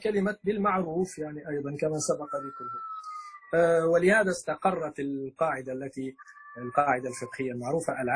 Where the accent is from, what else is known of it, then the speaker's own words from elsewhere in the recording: Libya; احنا عندنا في ليبيا مثلا الدار تطلق على الغرفة والبيت يطلق على المنزل، فالدار عندنا جزء من البيت